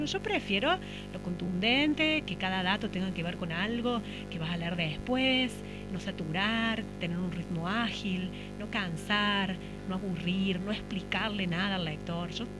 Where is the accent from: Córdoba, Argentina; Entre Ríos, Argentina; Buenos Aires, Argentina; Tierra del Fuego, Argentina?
Córdoba, Argentina; Villa Allende; Yo soy de Villa Allende